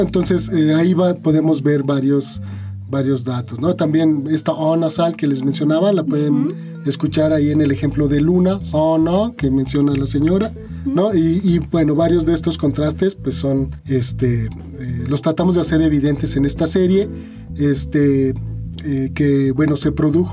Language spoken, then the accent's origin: Spanish; Zacatecas, Mexico; yo soy originario de Zacatecas